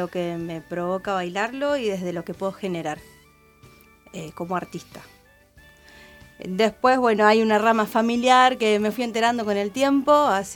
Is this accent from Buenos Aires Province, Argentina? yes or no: yes; Punta Alta, Buenos Aires Province, Argentina; Yo vengo desde Punta Alta, tengo compañeros de distintas de las zonas, principalmente de lo que es el sur.